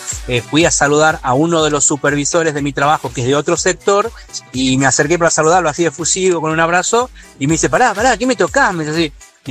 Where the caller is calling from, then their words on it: Moreno, Buenos Aires Province, Argentina; de Moreno.